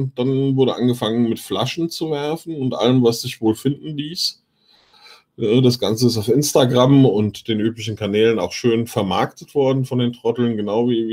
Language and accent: German; Hesse, Germany; aber mir als Hesse blutet das Herz.